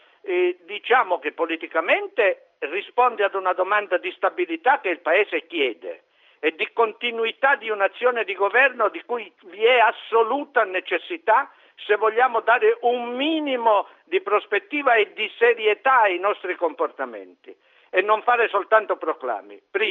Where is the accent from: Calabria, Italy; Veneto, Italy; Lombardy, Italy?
Calabria, Italy; Cosenza; now in Rome, Italy; io sono nativo di Cosenza, sono calabrese di origine, romano di adozione.